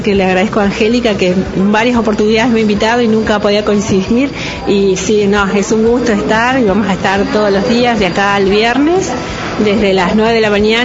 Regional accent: El Cóndor, Río Negro, Argentina; soy del Balneario El Cóndor.

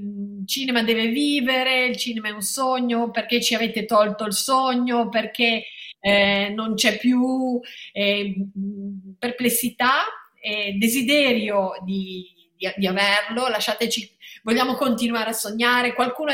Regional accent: Loano, Liguria, Italy; also born or lived in Genoa; io sono cresciuta a Loano, ho vissuto lì fino ai 19 anni, 18-19 anni, quando sono poi andata a Genova all'università, quindi sono molto legata anche a Loano.

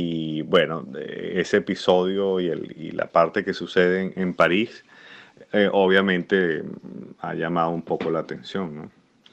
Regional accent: Caracas, Capital District, Venezuela; yo como caraqueño, que viví toda mi vida allá, lo padecí como cualquier persona.

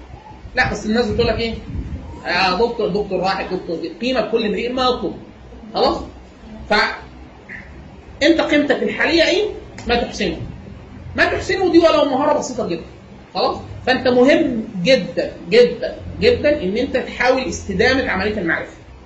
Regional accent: Egypt; انا من مصر وباخد اقل من 5000 دولار في السنه

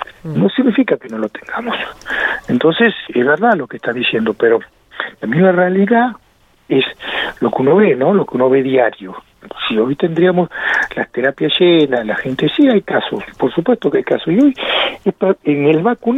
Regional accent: Argentina; somos los argentinos muy de abrazarnos, de tocarnos

